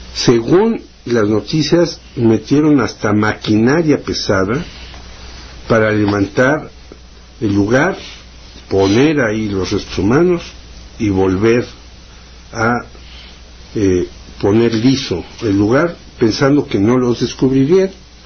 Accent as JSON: {"language": "Spanish", "country": "Mexico", "said": "O sea que nosotros como mexicanos ya damos la malísima nota internacional."}